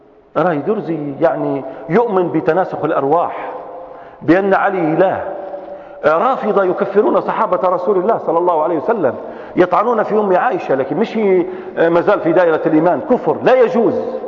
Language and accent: Arabic; Libya; احنا في ليبيين عندنا حاجات اخرى